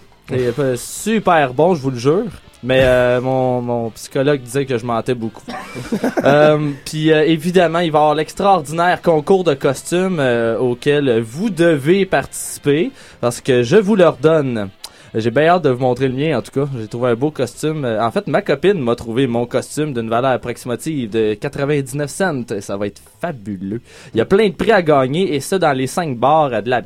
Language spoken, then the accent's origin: French; Laval, Quebec, Canada; Ben moi, tu sais, ben, j'ai grandi à Laval.